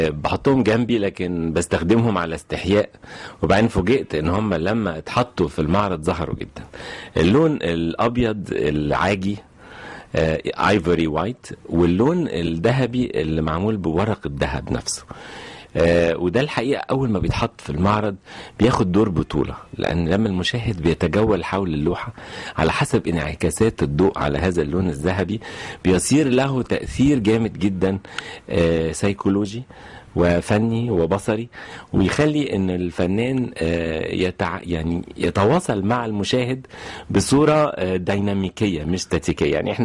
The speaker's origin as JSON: {"language": "Arabic", "town": "Cairo", "region": "Cairo Governorate", "country": "Egypt", "tie": "born or raised there", "also_born_or_lived": "Asyut", "said": "يعني لا تعتبر مسقط الرأس فقط، النشأة كانت قاهرية 100%، والأسرة كمان تجيد اللغة الإنجليزية، فإحنا اتكلمنا عربي وإنجليزي وإحنا صغيرين قوي قوي."}